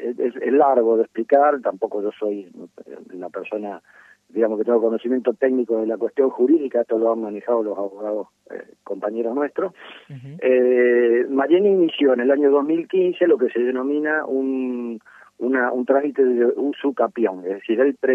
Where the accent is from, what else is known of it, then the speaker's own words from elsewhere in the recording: Rosario, Santa Fe, Argentina; simplemente como ciudadanos rosarinos